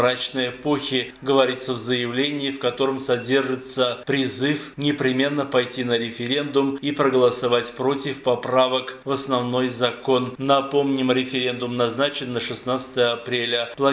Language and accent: Russian; Armenia; Мы, армяне, говорим «нет» российскому религиозному и абсолютно диктаторскому режиму